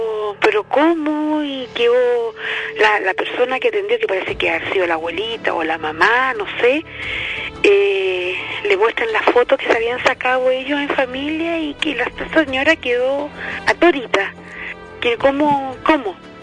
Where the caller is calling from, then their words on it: Viña del Mar, Valparaíso, Chile; De Viña del Mar. Hace mucho frío hoy día acá en Viña.